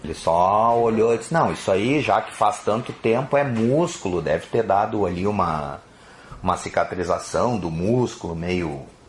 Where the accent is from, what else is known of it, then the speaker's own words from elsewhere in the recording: Estrela, Rio Grande do Sul, Brazil; eu sou natural de Estrela, só que eu estudava em Estância Velha no Senai. Então eu ficava durante a semana em Estância Velha e só voltava para casa final de semana.